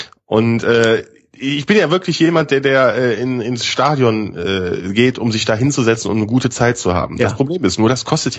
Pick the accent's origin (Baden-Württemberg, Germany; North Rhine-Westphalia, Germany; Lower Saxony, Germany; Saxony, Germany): North Rhine-Westphalia, Germany; Grevenbroich; born there; Genau, aus dieser wundervollen Stadt Grevenbroich.